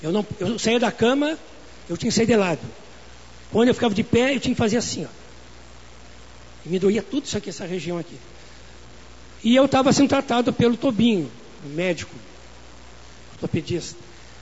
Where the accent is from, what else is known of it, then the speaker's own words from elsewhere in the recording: Quaraí, Rio Grande do Sul, Brazil; moved away as an adult; now in Porto Alegre, Brazil; quando eu vim de Quaraí, não me pergunte onde é o Quaraí, né? É fim de mundo, começo do mundo, não sei. Bom, quando cheguei em Porto Alegre, em 82